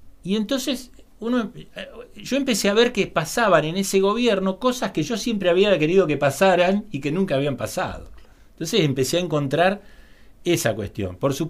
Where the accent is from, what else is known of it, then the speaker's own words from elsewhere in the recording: Buenos Aires, Argentina; now in La Pampa, Argentina; me vine de Buenos Aires, estudié aquí en La Pampa.